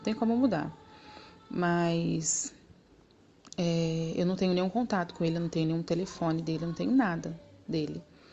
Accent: Minas Gerais, Brazil; moved away as an adult; Eu vim de Minas e lá em Minas, eu deixei meu filho, eu deixei minha família, eu deixei tudo lá em Minas, né?

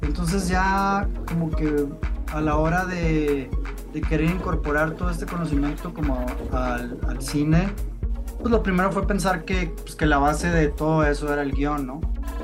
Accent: Hermosillo, Sonora, Mexico; Pues desde chico, yo soy de Hermosillo, Sonora

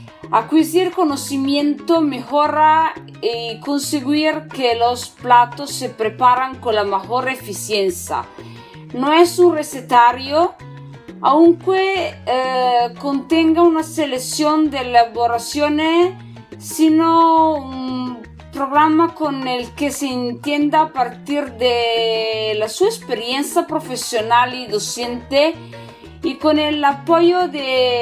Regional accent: northern Italy, Italy; Spanish is a second language; soy italiana, de Italia del Norte.

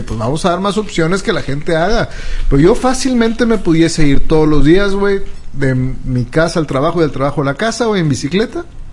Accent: Mexico City, Mexico; Yo, así como tú, soy chilango. Nacido en el Distrito Federal.

